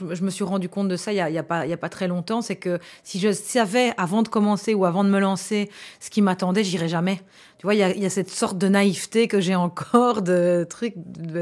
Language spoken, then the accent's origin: French; Gilly, Wallonia, Belgium; Mais moi, j'ai grandi à Gilly. Donc, c'est dans la banlieue de Charleroi et dans un environnement très, très mélangé, en fait, et avec pas mal d'arabophones.